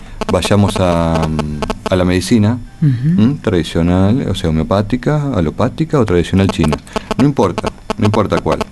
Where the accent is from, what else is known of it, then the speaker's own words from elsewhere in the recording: La Plata, Buenos Aires Province, Argentina; Soy platense.